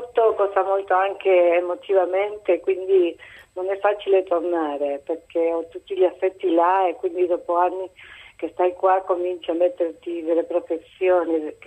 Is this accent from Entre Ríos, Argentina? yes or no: yes; Entre Ríos, Argentina; now in Italy; No, sempre nel mio paese, in Entre Ríos, in provincia di Entre Ríos.